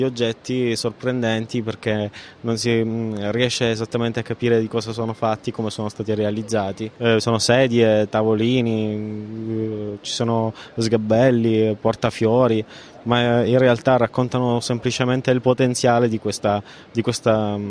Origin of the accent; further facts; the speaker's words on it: Palermo, Sicily, Italy; vengo da Palermo, sono un designer. Ho realizzato questa collezione dopo che sono tornato nella mia città 2 anni fa